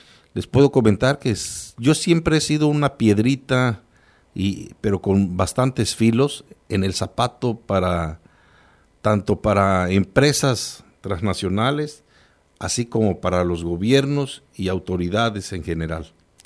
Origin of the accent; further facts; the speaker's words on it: State of Mexico, Mexico; Yo vengo de una zona caliente, en una zona rural. A veces hablar de decir yo vengo del Estado de México, uno imaginaría, ah, pues es de una zona urbana. No, yo vengo de una zona rural completamente, donde un municipio que apenas tiene 35 mil habitantes, que colindamos con el Estado de Guerrero